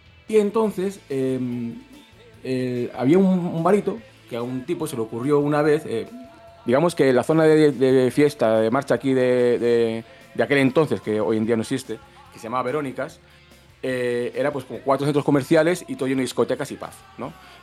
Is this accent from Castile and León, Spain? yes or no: yes; Valladolid, Castile and León, Spain; now in Gran Canaria, Spain; yo vengo de Valladolid y a este sitio, pues no había el acceso que tenía yo a ese tipo de música en Valladolid, ¿no?